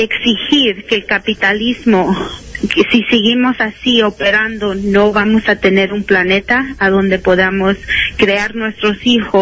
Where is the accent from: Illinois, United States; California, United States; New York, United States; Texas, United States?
Illinois, United States; Chicago; now in Washington, United States; Yo me crié en Chicago en una comunidad, ¿verdad?, muy bella, pero también con bastante contaminación porque es una comunidad mexicana inmigrante